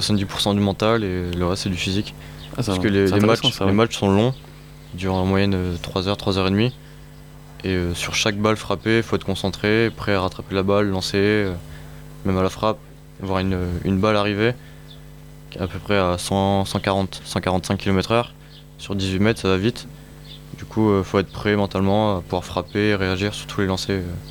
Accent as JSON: {"language": "French", "town": "Chartres", "region": "Centre-Val de Loire", "country": "France", "lives_now": "Montpellier, France", "said": "je suis originaire de Chartres. Je suis arrivé à Montpellier pour changer un peu d'environnement, de club."}